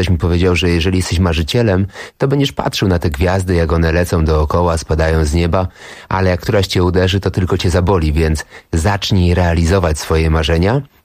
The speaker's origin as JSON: {"language": "Polish", "town": "Łódź", "region": "Łódź Voivodeship", "country": "Poland", "said": "To ja stwierdziłem, że jako łodzianin, marynarz kultury z Łodzi, także mogę zacząć grać w filmach hollywoodzkich"}